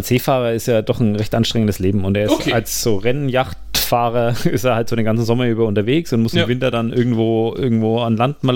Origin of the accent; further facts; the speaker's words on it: Bavaria, Germany; Verzeiht mir. Ich komme aus Franken.